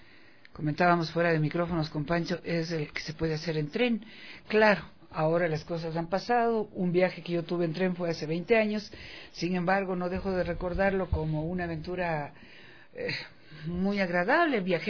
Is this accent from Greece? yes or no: no; Ecuador; Y ciertamente en eso somos nosotros los ecuatorianos, digo yo, privilegiados.